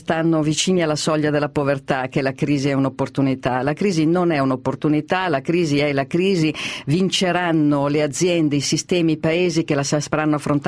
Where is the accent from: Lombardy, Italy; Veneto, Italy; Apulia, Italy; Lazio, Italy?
Lombardy, Italy; Milan; Mi piacerebbe molto, sono milanese.